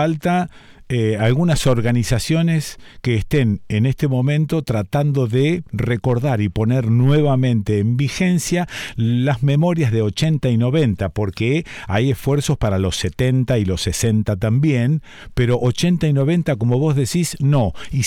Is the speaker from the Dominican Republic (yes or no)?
no; Argentina; Y esto me lleva derecho viejo a pensarnos como argentinos, ya no sé si sudamericanos o qué, pero como argentinos, perdemos la memoria con una facilidad extraordinaria